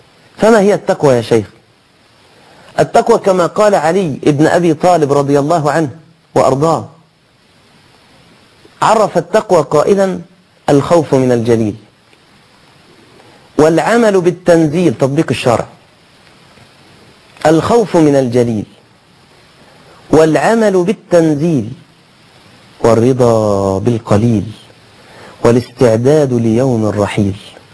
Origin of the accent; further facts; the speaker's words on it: Egypt; ما المانع أن يكون عندنا في مصر مثلا معبد صغير